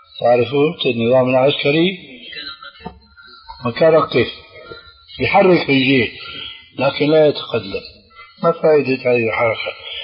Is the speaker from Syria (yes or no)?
yes; Damascus, Damascus Governorate, Syria; وأنا أعرف، وأنا سوري دمشقي كما تعلمون